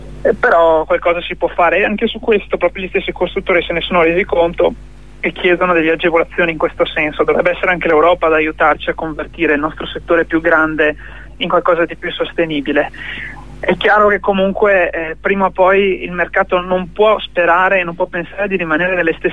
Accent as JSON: {"language": "Italian", "region": "Veneto", "country": "Italy", "said": "dalle mie parti in Veneto, per dire, il 20% del suolo è cementificato"}